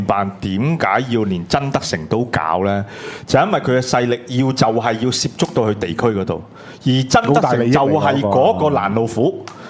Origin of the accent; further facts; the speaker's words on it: Hong Kong; 起初我们香港人就说